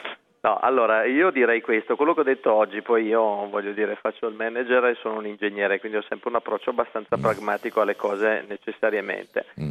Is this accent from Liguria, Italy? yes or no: no; Brescia, Lombardy, Italy; visto che io sono bresciano